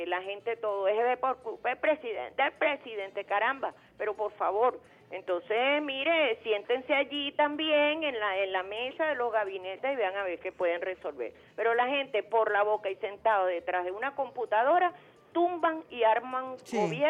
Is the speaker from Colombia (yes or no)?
no; Venezuela; como venezolana, que viva Venezuela, me siento orgullosísima de mi país